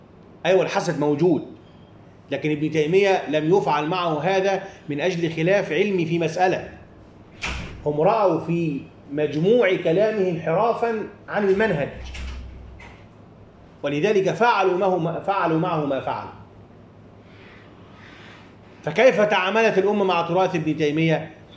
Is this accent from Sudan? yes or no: no; Egypt; ورغم كل هذا أنا دائما ما أقول عندنا في مصر